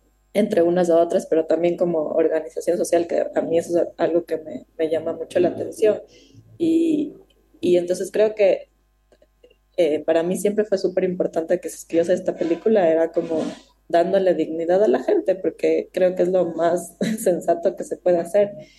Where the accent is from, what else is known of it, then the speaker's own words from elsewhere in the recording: Ecuador; Ecuador, de donde yo vengo.